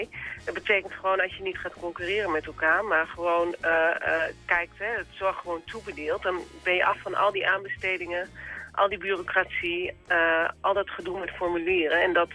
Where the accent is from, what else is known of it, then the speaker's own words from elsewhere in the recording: Gelderland, Netherlands; Nou, ik kom niet uit Friesland. Ik kom uit de Achterhoek.